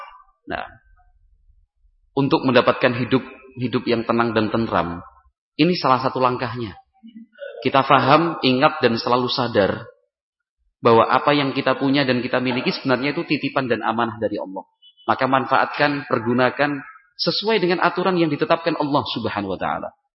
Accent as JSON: {"language": "Indonesian", "town": "Yogyakarta", "region": "Special Region of Yogyakarta", "country": "Indonesia", "said": "Saya berasal dari Yogyakarta."}